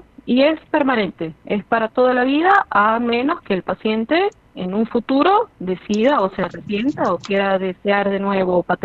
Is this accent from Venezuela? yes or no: yes; Venezuela; moved away; yo soy venezolana, yo soy migrante venezolana, tengo 7 años aquí.